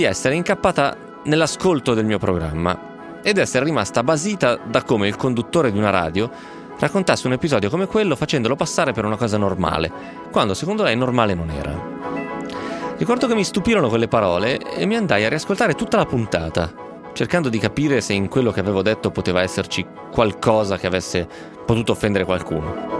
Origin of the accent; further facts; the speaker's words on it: Novara, Piedmont, Italy; io che sono di Novara uso un termine che non conosco